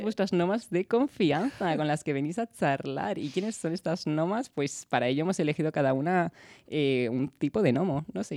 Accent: Madrid, Community of Madrid, Spain; mi familia pues de Canarias, pero yo soy de aquí de Madrid.

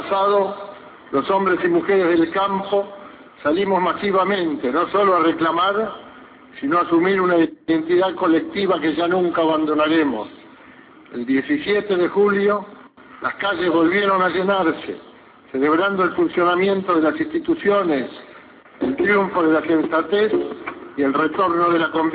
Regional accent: Argentina; Como argentinos queremos una sociedad cada vez más equitativa

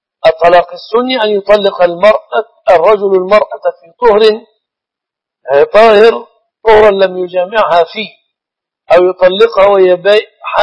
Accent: Egypt; القائمة في بلادنا مصر تنقسم إلى أو تتضمن جزءا يأتي به الزوج وجزءا تأتي به الزوجة

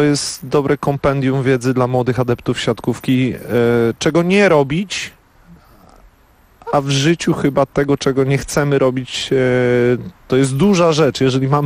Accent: Dobre Miasto, Warmian-Masurian Voivodeship, Poland; I w dobrym mieście, w którym się urodziłem i wychowałem, było do wyboru albo piłka nożna, albo siatkówka.

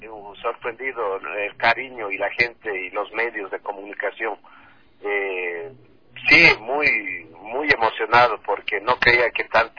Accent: Ecuador; y pues como ecuatoriano, pues me siento emocionado representar al arte ecuatoriano

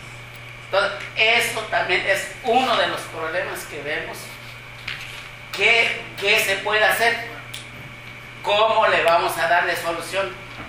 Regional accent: Chiapas, Mexico; Yo vengo de Chiapas.

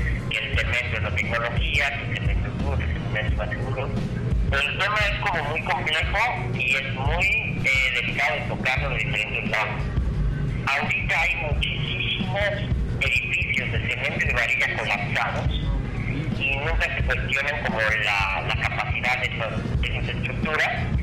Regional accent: Mexico; eso es lo que tenemos que ejercitar como mexicanos, ¿no?

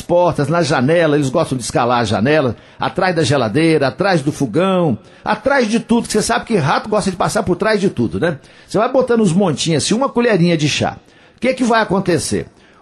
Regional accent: Coromandel, Minas Gerais, Brazil; A minha cidade, meu município de Coromandel, é um dos maiores produtores de leite do estado de Minas Gerais

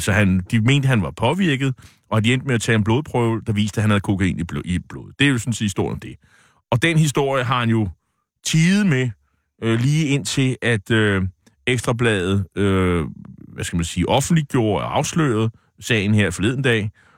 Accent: Nexø, Capital Region of Denmark, Denmark; min gamle hjemby, Nexø på Bornholm.

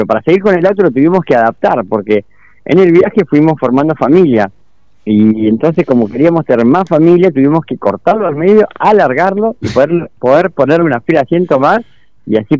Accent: Sierra de la Ventana, Buenos Aires Province, Argentina; also born or lived in San Francisco; yo nací, pero nada más que nací en California, San Francisco, pero me crié en Sierra de la Ventana, ya el año de vida estaba allá.

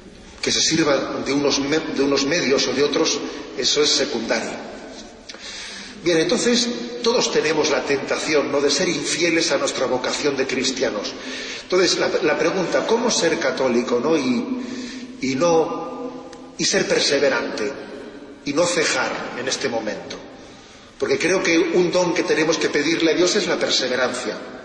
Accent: Basque Country, Spain; y estoy pensando ahora en mi tierra, cuando alguien corta con su tradición, es como un árbol que corta con sus raíces, que se seca. Es verdad, ¿eh? Se habla mucho de ETA como un fenómeno terrorista

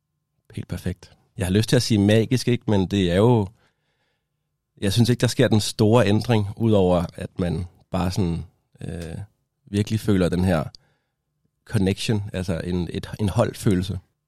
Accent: Odense, Region of Southern Denmark, Denmark; now in Copenhagen, Denmark; Den starter i 2011, hvor jeg er taget fra Odense til København. Det var en stor ting for mig at komme fra Odense til København

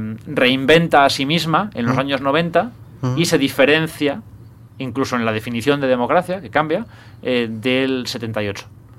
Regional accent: Bilbao, Basque Country, Spain; now in Madrid, Spain; charlabas y hablabas con gente de aquí, de Madrid, en fin, o de otros sitios que vivía aquí. Entonces, ¿de dónde eres? De Bilbao.

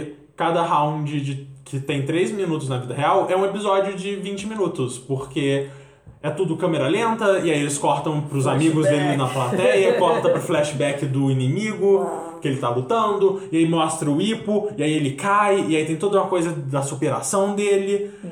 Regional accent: Brazil; born there; o Brasil é só... Acontece ser o pedaço de... Terra onde eu nasci, só isso.

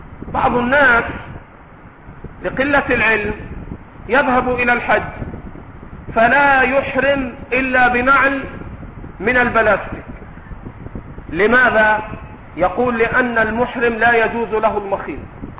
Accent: Egypt; accent: Egyptian; القفاز بلهجتنا المصرية الجوينتي، لا يجوز لها أن تلبس الجوينتي أو النقاب.

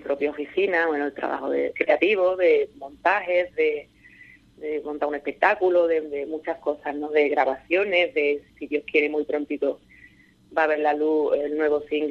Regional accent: Seville, Andalusia, Spain; Yo soy de Palmete, de un barrio obrero muy humilde de Sevilla, que cada uno vivía en su casita

